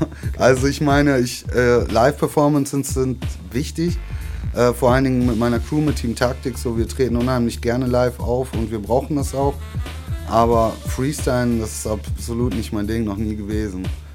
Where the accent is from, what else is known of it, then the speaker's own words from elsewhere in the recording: Bremen, Germany; Ich komme aus Bremen eigentlich. So, da lege ich auch immer noch auch nach zwei Jahren Wert drauf.